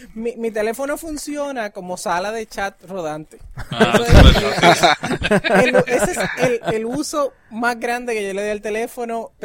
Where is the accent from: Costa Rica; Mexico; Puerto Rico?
Puerto Rico; Hatillo; now in Minneapolis, United States; Yo soy del pueblo de Atillo, vivo actualmente en Minneapolis, Minnesota.